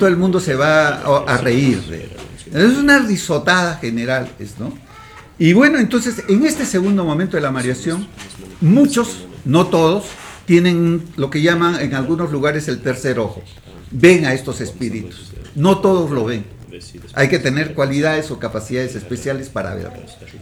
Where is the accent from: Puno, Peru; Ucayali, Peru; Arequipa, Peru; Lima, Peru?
Ucayali, Peru; Pucallpa; en Cusco, en mi tierra, en Pucallpa